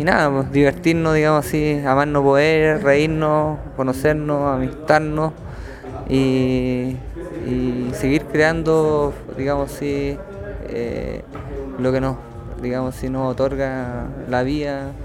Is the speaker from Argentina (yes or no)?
no; Chile; soy un músico chileno